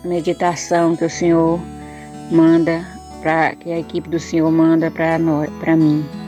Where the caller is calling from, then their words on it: Jacaraci, Bahia, Brazil; sou aqui do município de Jacaraci, Bahia.